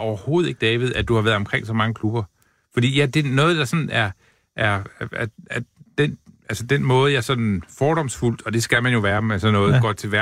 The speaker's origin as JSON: {"language": "Danish", "region": "North Denmark Region", "country": "Denmark", "tie": "born or raised there", "said": "jeg føler mig altid mest som nordjyde, fordi det er der, jeg sådan... Jeg kommer i puberteten og vokser til og får min uddannelse"}